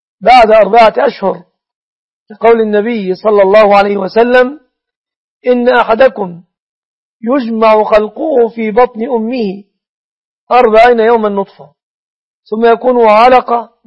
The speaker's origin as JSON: {"language": "Arabic", "country": "Egypt", "said": "تقدير دية النصراني في بلادنا مصر بكم تعد من الجنيات"}